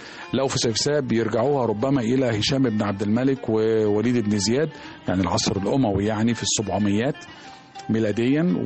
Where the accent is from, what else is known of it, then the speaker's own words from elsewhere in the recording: Alexandria, Alexandria Governorate, Egypt; هو الحقيقة يعني في الطفولة والشباب كان بيبقى في السواحل والشواطئ عندنا في اسكندرية